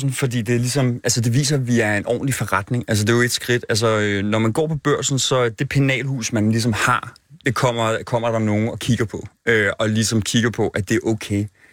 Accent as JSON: {"language": "Danish", "town": "Copenhagen", "region": "Capital Region of Denmark", "country": "Denmark", "said": "Jeg er fra Vesterbro."}